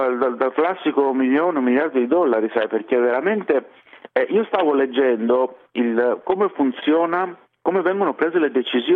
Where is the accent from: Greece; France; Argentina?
Greece; I cittadini, quando sanno, vengono a sapere che sono greco perché per il mio nome o per altri motivi